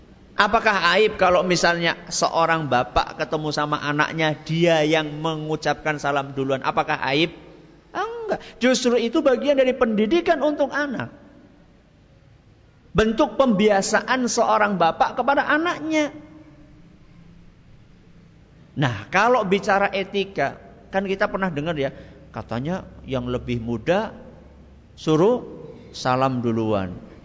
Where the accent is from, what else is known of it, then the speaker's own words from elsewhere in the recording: Java, Indonesia; apalagi kita orang Jawa ya